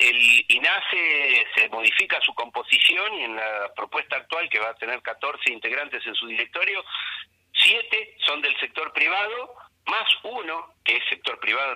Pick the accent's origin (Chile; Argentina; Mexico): Argentina; los que vamos a pagar la regalía finalmente somos los argentinos.